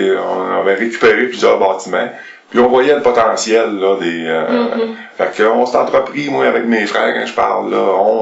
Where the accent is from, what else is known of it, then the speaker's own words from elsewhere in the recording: Quebec, Canada; Non, moi, je viens du canton de la Beauce.